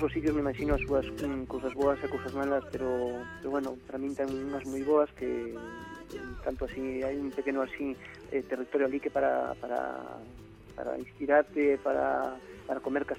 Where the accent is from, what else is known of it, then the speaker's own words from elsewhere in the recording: Galicia, Spain; inspiro-me moitísimo na miña terra, claro. Na miña zona, en Nela Barreira, en o pobo onde máis encontrada. Sí. Vaixeme moitísimo a cabeza de Caralí, porque foi onde nací, onde me criei